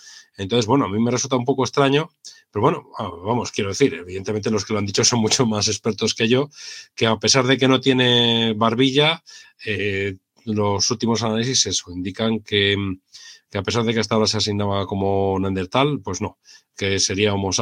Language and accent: Spanish; Castile and León, Spain; Yo soy de un pueblo a 3 kilómetros de la capital de León que no tuvo agua corriente hasta que yo tenía 18 o 19 años ya